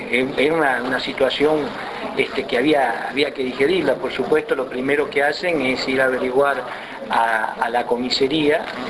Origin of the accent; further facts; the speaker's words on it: Las Flores, Buenos Aires Province, Argentina; yo soy de Las Flores